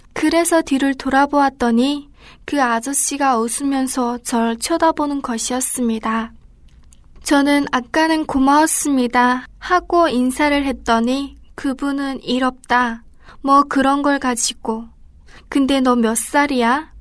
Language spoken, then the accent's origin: Korean; North Korea; now in South Korea; 저는 한국에 온 지 얼마 되지 않아 검정고시 학원을 다녀야만 했습니다. 대학을 가야 하는데 북한에서 고등학교를 졸업하지 못하여 여기서 검정고시로 고등학교 졸업을 해야 했기 때문입니다.